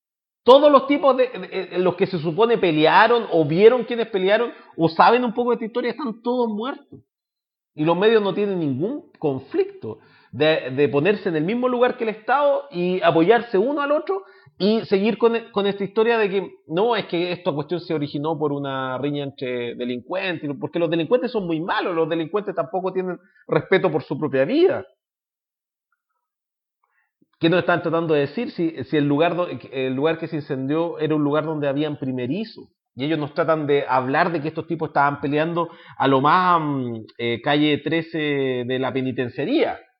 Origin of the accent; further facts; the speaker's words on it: Chile; Y nos tienen a nosotros capturados como opinión pública y como chilenos